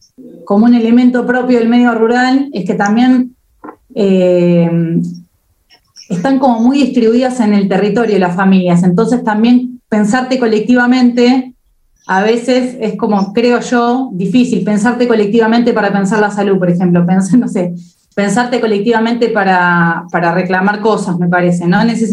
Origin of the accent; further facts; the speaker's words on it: Mar del Plata, Buenos Aires Province, Argentina; No, yo soy de Mar del Plata, me gusta mucho el pescado del mar